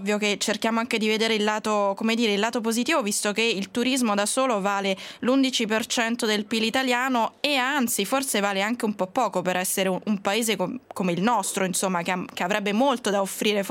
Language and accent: Italian; Rome, Lazio, Italy; io che sono romana non potevo esimermi dal dirvi questa cosa